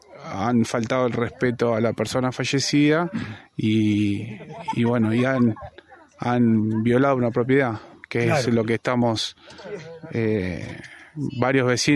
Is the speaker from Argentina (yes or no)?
yes; Buenos Aires, Argentina; Yo soy de Buenos Aires. Estoy haciendo una pequeña casita acá en Las Rabonas.